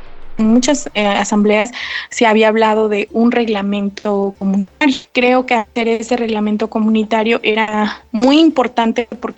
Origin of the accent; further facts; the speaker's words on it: San Ildefonso Villa Alta, Oaxaca, Mexico; soy del municipio de San Ildefonso Villalta.